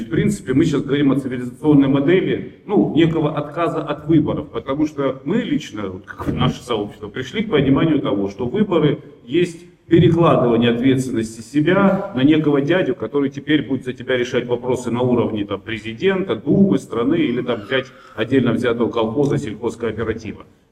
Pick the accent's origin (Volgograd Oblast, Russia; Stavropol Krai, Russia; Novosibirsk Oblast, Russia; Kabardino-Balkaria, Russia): Stavropol Krai, Russia; Pyatigorsk; Я тоже русский продукт, я из Пятигорска, Северного Кавказа. Отец у меня с Пензы, там дед с Грузии откуда-то. Ну, мы все русские